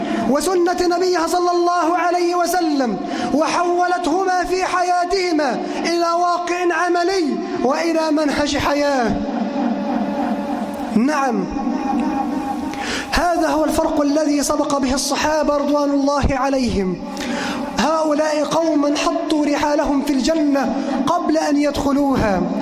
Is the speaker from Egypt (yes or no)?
yes; Egypt; اللهم اجعل بلدنا مصر أمنا أمانا، سخاء رخاء وسائر بلاد